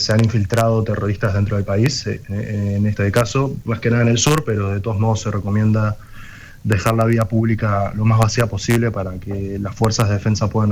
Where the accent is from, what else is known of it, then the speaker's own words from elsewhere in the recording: Montevideo, Uruguay; moved away as an adult; also born or lived in Maldonado; now in Israel; Crecí en Montevideo y viví un par de años en Maldonado. Y con 18 años me vine en el 2016 a Israel a estudiar y vivir aquí.